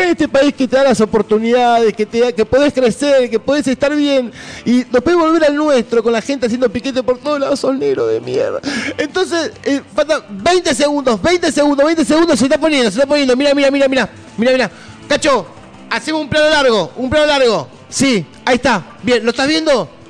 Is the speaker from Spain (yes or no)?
no; Argentina; now in United States; Y la verdad que nosotros como argentinos tenemos que solidarizarnos con él